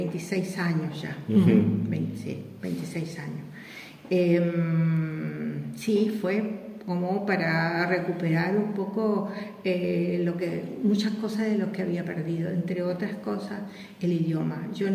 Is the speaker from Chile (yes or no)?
yes; Chile; moved away; also born or lived in Argentina / Sweden; tuve que salir por las circunstancias políticas en mi país. Tuve que salir de Chile, llegué, estuve en Argentina 6 meses esperando el permiso de residencia